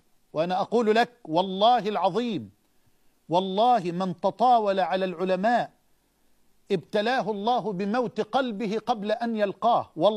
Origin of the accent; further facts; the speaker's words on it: Egypt; وأسألك أن تحفظ بلادنا مصر من الفتن